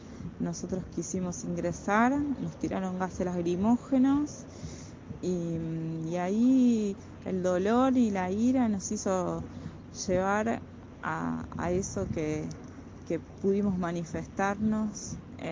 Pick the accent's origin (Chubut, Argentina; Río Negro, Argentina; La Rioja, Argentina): Chubut, Argentina; Lago Puelo; yo soy de Lago Puelo.